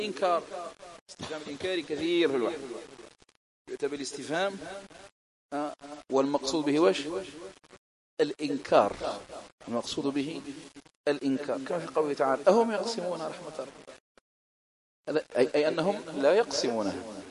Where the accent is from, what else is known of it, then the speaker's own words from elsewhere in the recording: Algeria; خاصة في بلادنا الجزائر